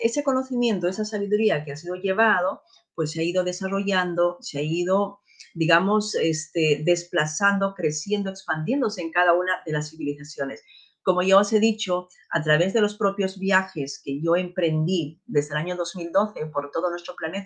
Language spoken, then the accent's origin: Spanish; Peru; moved away; cuando yo era niña, cuando yo estudiaba allí en mi país de origen, en Perú